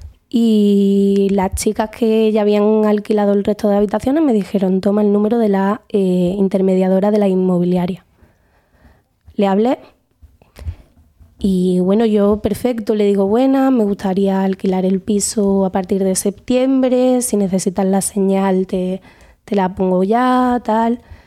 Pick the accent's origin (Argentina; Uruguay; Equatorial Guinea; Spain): Spain; born there; Y eso que yo soy nacionalizada española, he nacido en el Estado español.